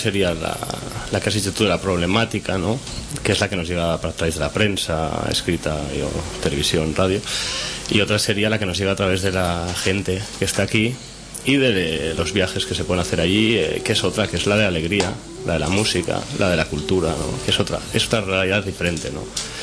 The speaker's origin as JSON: {"language": "Spanish", "town": "Barcelona", "region": "Catalonia", "country": "Spain", "said": "Sí, soy de Barcelona, sí."}